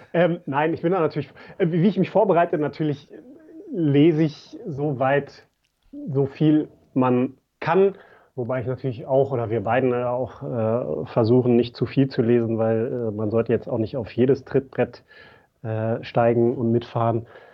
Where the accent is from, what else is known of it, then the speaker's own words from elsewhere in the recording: Lower Saxony, Germany; ich bin halt groß geworden in der Teichbreite, Hochhauskind. Also im Schatten des Stadions, das es damals noch nicht gab, ne?